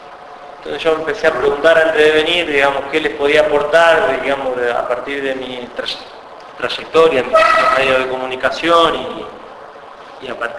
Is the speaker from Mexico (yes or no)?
no; Colón, Buenos Aires Province, Argentina; Yo soy oriundo de Colón, provincia de Buenos Aires.